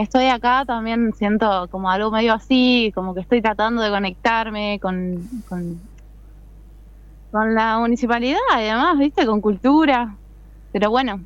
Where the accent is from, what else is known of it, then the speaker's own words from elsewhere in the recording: Quilmes, Buenos Aires Province, Argentina; Yo vengo de Buenos Aires, de Quilmes, sí hay algo de unidad